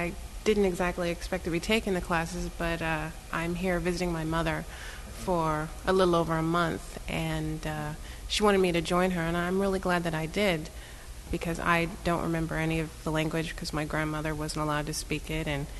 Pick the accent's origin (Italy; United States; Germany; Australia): United States; Tulsa, Oklahoma; I'm Shawnee, Delaware, from Tulsa, and I'm her daughter.